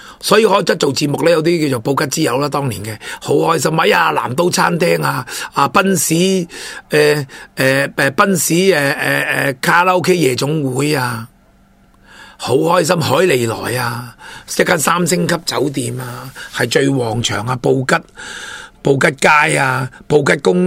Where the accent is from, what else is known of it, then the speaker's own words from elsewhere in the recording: Hong Kong; 因为全部都是要符合我哋香港人嘅消费模式